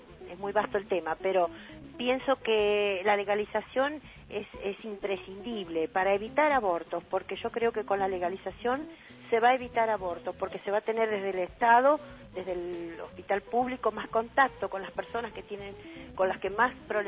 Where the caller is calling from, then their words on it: Mar del Plata, Buenos Aires Province, Argentina; de Mar del Plata.